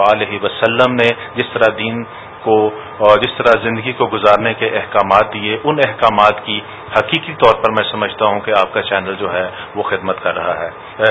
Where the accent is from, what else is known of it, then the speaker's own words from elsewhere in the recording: Islamabad, Islamabad Capital Territory, Pakistan; اور میرا تعلق اسلام آباد سے ہے.